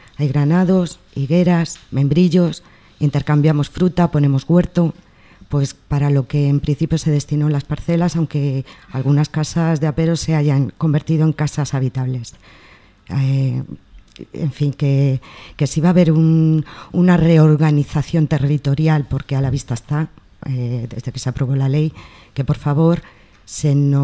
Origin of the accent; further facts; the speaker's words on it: Spain; mis vecinos, la mayoría somos españoles, rumanos y magrebís.